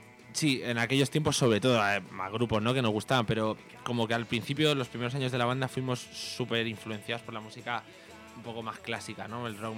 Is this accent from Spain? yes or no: yes; Alcalá de Henares, Community of Madrid, Spain; es que nosotros somos de Alcalá de Henares y Camarma es una localidad que está cerquita de Alcalá de Henares